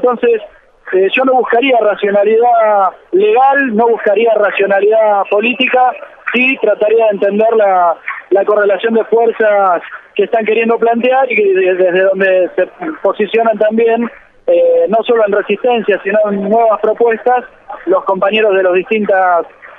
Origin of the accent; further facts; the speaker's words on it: Argentina; por lo que hemos sido valorados en el exterior como argentinos